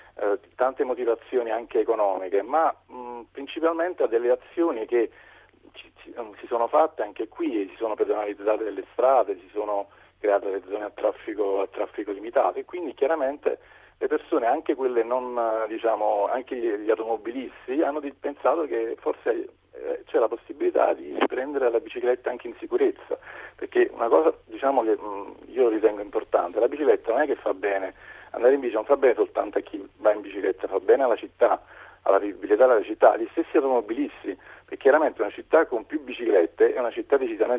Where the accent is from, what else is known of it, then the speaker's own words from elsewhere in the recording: Naples, Campania, Italy; Io sono di Napoli e 6 anni fa